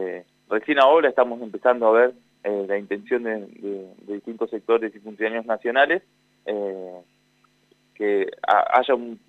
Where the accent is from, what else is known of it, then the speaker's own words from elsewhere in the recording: Buenos Aires Province, Argentina; yo soy de Provincia de Buenos Aires